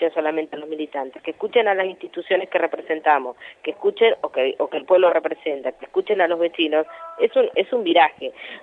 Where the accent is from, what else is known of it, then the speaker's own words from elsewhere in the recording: Moreno, Buenos Aires Province, Argentina; Porque vivo en Moreno, porque me nací en Moreno, me crié en Moreno